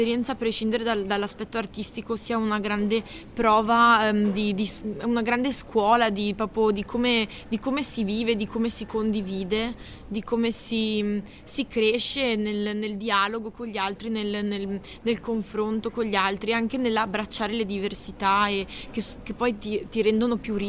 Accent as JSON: {"language": "Italian", "town": "Bassano del Grappa", "region": "Veneto", "country": "Italy", "tie": "born or raised there", "said": "Bassano, che è la mia città natale, Bassano del Grappa"}